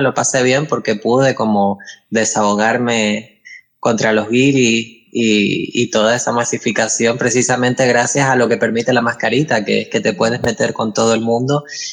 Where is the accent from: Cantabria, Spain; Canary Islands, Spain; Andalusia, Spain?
Canary Islands, Spain; Buenavista del Norte; cuando se celebraron allí en mi pueblo, en Buenavista del Norte, una jornada sobre diversidad sexual en los entornos rurales